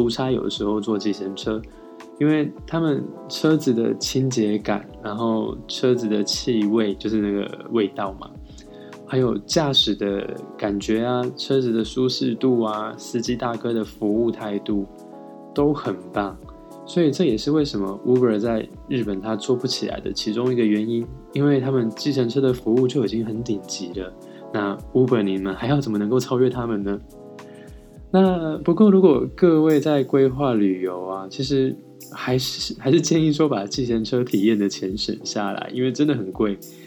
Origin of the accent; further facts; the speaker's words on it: Taiwan; now in Japan; 我是台湾人，巴拉巴拉巴，就开始讲我的成长过程啊，我学习日文的过程